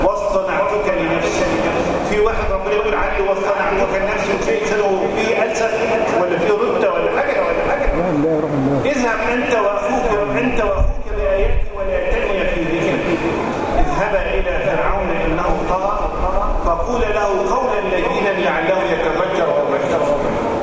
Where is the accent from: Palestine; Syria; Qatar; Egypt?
Egypt; احنا بنسميها في البلد عندنا في مصر عنده قليطه